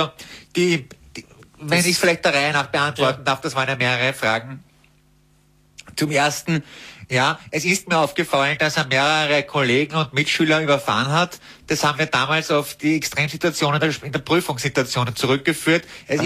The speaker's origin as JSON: {"language": "German", "region": "Vienna", "country": "Austria", "said": "mein Gott, was für ein Patschochter, wie man bei uns in Wien sagt."}